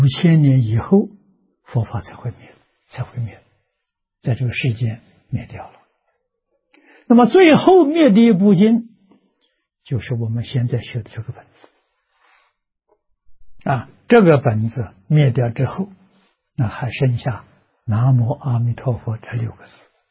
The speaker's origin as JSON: {"language": "Chinese", "country": "China", "said": "我们中国人老祖宗对于历史非常重视。啊，跟印度人不一样。"}